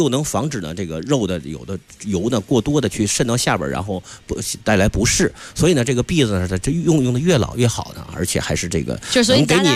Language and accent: Chinese; Beijing, China